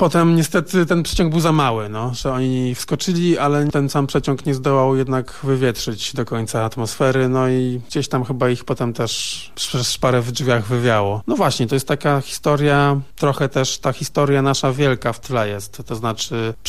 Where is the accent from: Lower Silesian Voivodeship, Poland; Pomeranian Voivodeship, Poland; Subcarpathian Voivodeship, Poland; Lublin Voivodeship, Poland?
Pomeranian Voivodeship, Poland; Gdańsk; Ja jestem z Gdańska